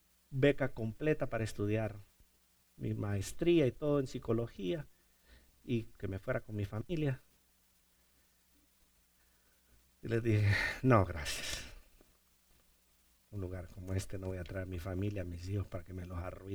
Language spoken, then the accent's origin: Spanish; Honduras; ¿Y tú eres mexicano? No soy mexicano, soy hondureño. ¿Pero hablas mexicano? No, no, yo no hablo mexicano, yo hablo español.